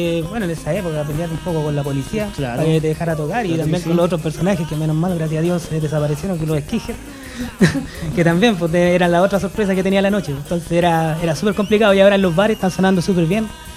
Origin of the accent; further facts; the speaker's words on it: Puente Alto, Santiago Metropolitan Region, Chile; now in Santiago, Chile; Yo, por motivos personales, me fui de Puente Alto hace dos años. Y ahora vivo en Santiago Centro, pero tengo toda mi vida acá. Tengo todos mis amigos, mi familia, está todo acá.